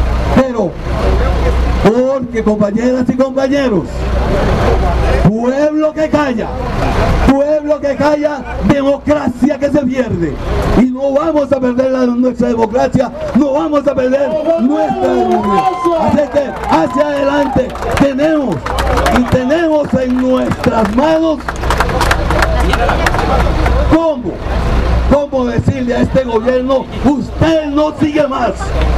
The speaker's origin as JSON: {"language": "Spanish", "country": "Costa Rica", "said": "no lloremos mañana lo que no hemos sabido defender como personas, como costarricenses."}